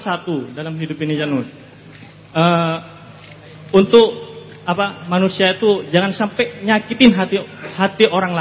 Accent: East Java, Indonesia; saya asli Madura, jadi dari Madura tadi langsung ke sini.

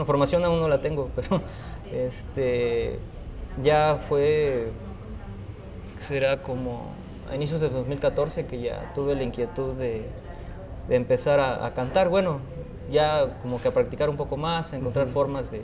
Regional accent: Jonotla, Puebla, Mexico; yo soy originario de la Sierra Norte de Puebla, un pueblo que se llama Jonotla.

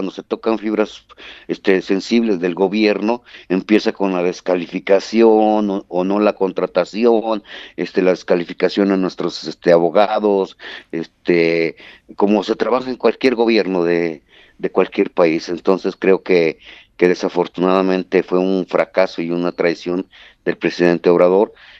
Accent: Tlaxcala, Mexico; vivimos a 9 horas de la escuela, o sea, nosotros somos de Tlaxcala, un estado del centro del país

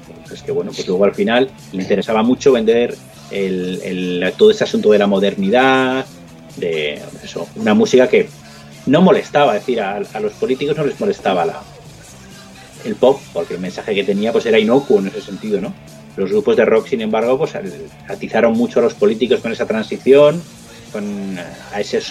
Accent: Madrid, Community of Madrid, Spain; Yo que soy de Madrid, era un niño por aquel entonces, pero lo veía.

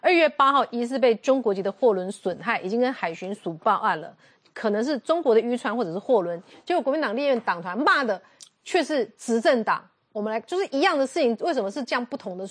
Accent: Taiwan; 我们台湾人民期待的是什么？

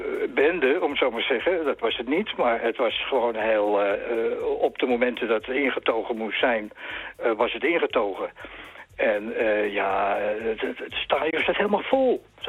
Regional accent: Amsterdam, North Holland, Netherlands; Ja, kijk, ik ben Amsterdammer, geboren Amsterdammer.

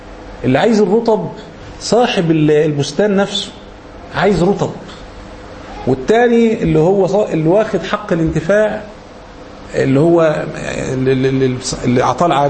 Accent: Egypt; يعني احنا مثلا كمصريين مثلا الرز مثلا عندنا ده هو الاساس مثلا

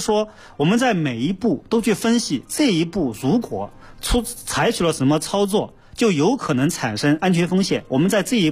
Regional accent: China; 我们中国人绝大多数人吃肉啊，吃蔬菜啊，都是会洗过以后加热之后才吃的

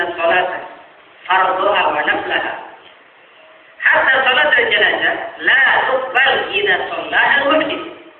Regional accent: Sulawesi, Indonesia; Daerah Sulawesi sana, daerah saya

